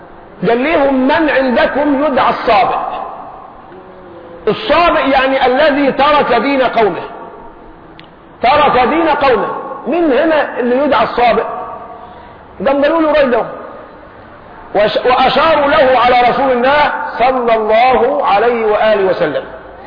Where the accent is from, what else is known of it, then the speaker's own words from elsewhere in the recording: Egypt; لكن احنا كشعب مصري جعلنا الصرمة أكرمكم الله بيسموها البرطوشة القديمة